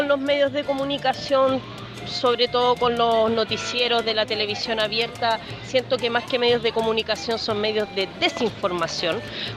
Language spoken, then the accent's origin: Spanish; Quintero, Valparaíso, Chile; soy quinterana, nací y criada en Quintero. Mi familia está en Quintero, mis amigos están allá